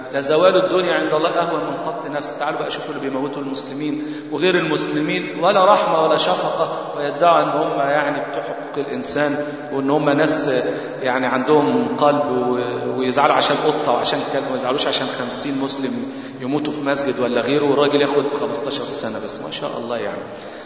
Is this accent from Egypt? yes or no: yes; Egypt; بيحبوا يختموا القرآن زي عندنا في مصر ليلة 27